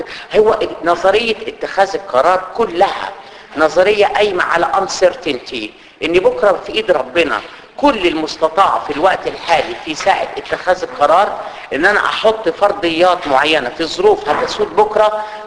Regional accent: Cairo, Cairo Governorate, Egypt; احنا عندنا في مصر كده خطيره، في القاهره بالذات.

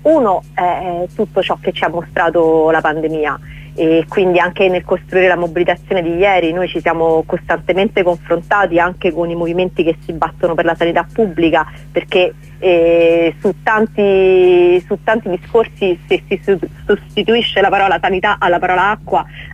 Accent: Rome, Lazio, Italy; parlo da romana e nella città di Roma

